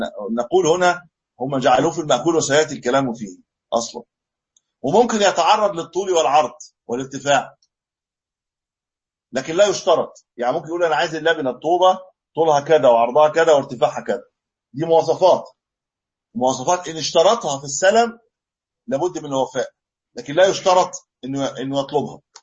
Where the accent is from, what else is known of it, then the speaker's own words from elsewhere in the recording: Egypt; يعني ما مش عندنا في مصر